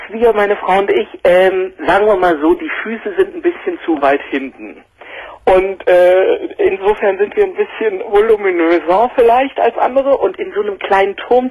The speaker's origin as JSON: {"language": "German", "town": "Dresden", "region": "Saxony", "country": "Germany", "tie": "born there", "said": "Ich bin sogar in Dresden geboren."}